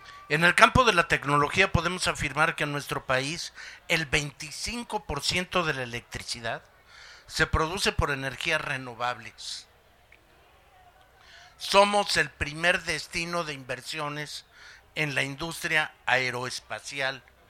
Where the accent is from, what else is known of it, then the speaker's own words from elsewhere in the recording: Mexico; saquemos el orgullo que como mexicanos nos resulta propio.